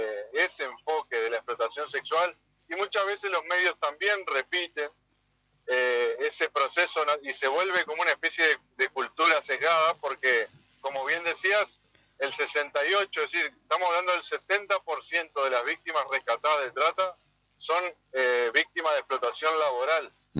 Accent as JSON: {"language": "Spanish", "country": "Argentina", "said": "como cualquier argentino, estamos a favor de la cultura del trabajo"}